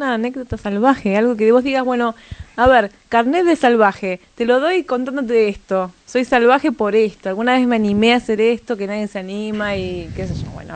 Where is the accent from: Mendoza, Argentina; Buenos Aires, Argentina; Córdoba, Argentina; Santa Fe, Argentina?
Buenos Aires, Argentina; Yo soy de Buenos Aires